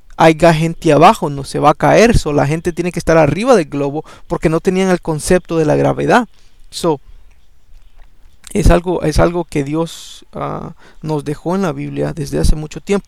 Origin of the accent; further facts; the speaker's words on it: El Salvador; yo soy salvadoreño y a mí nunca me ha gustado esta música